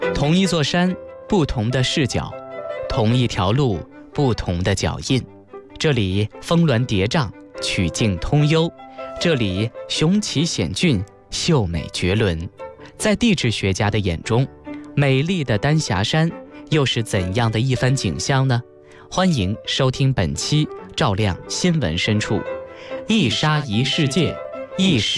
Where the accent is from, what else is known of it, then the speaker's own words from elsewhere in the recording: Lanzhou, Gansu, China; 其实，在我的故乡兰州附近的很多的那个山，你走的深一点，你都能看到这样的地貌